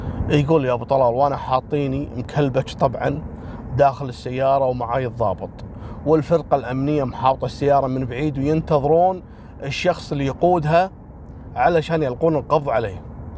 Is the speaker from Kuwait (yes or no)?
yes; Kuwait; كانت قصته مشهورة جدا عندنا في الكويت على جواز سفر كان مفقود